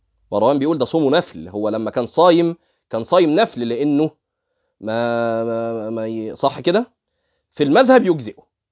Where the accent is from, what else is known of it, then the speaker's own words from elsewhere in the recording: Egypt; دي الصوره المشهوره المنتشره عندنا في مصر